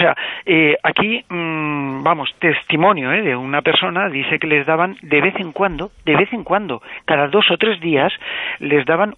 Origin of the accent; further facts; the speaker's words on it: Alicante, Valencian Community, Spain; que yo soy de Alicante y mi familia, por parte de padre, viene de esa ciudad, de Albatera.